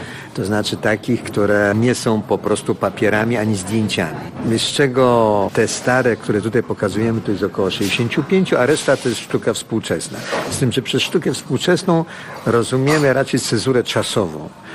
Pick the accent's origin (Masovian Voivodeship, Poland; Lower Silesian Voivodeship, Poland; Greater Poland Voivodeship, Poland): Lower Silesian Voivodeship, Poland; Wrocław; Jestem wrocławianinem z urodzenia. Studiowałem we Wrocławiu, żonę znalazłem sobie we Wrocławiu, dzieci moje się urodziły we Wrocławiu, mieszkam we Wrocławiu.